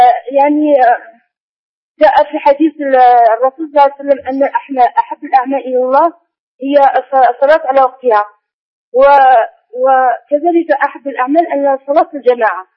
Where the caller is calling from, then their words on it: Algeria; من الجزائر.